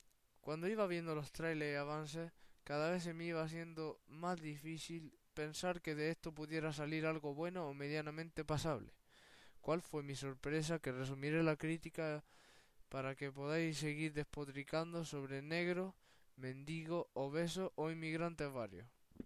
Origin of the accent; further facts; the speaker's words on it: Andalusia, Spain; andaluz, cinéfilo y putero.